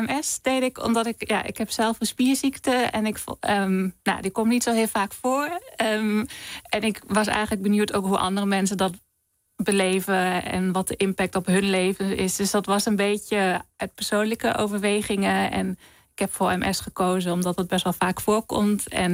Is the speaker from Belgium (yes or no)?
no; Germany; Dutch is a second language; now in Netherlands; Nou, in Duitsland bijvoorbeeld, waar ik vandaan kom, in de lift